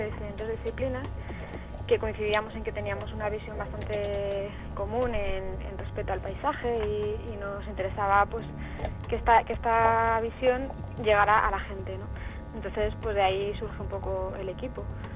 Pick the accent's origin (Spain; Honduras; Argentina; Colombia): Spain; Alicante, Valencian Community; now in Asturias, Spain; Sí, bueno, nosotros venimos de una de ellas, nosotros somos de Alicante.